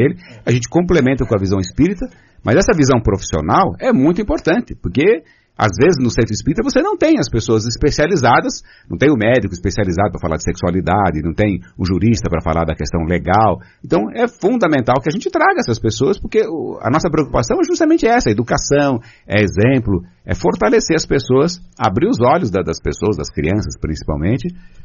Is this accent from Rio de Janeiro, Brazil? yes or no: no; Santo André, São Paulo, Brazil; Só que eu sou de Santo André, né?